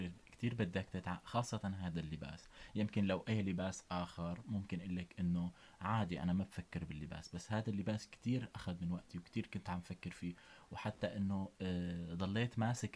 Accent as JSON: {"language": "Arabic", "country": "Syria", "said": "يعني كونه كنت في دمشق درست بالشام بالمعهد العالي كونه أنا ابن سوريا"}